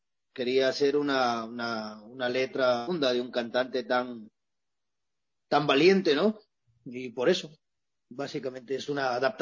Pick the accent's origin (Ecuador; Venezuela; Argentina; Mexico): Ecuador; Quito, Pichincha; born there; yo nací cerca, yo nací en las Cinco Esquinas, en el Cabal